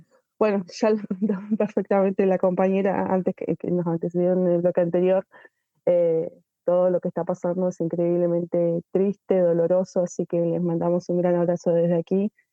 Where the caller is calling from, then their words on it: Neuquén, Argentina; yo me encuentro en la ciudad de Neuquén, en la provincia de Neuquén, en lo que comúnmente se conoce como Argentina